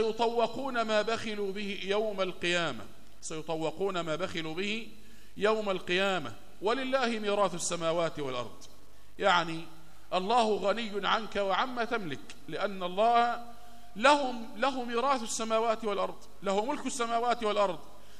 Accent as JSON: {"language": "Arabic", "country": "Egypt", "said": "خد بالك إن الناس كانوا إلى دخول الاستعمار البريطاني عندنا في مصر كانوا يتعاملون بالذهب والفضة"}